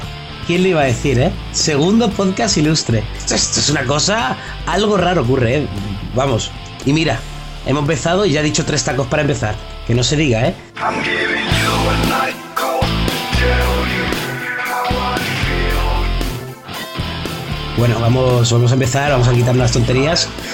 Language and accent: Spanish; Madrid, Community of Madrid, Spain; yo he estado un añito en Barcelona, ¿eh? Pero soy madrileño, tristemente.